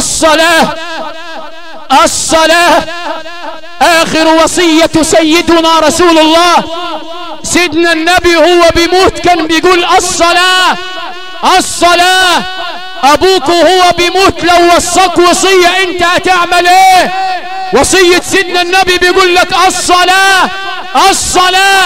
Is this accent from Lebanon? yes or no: no; Sharqia Governorate, Egypt; وعندنا في الشرقيه